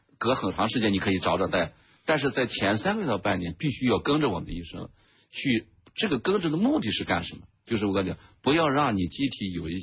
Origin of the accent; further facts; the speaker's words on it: China; 那么我们中国人、亚洲人来讲，我们有我们独特的我们这种机体的药物代谢的规律。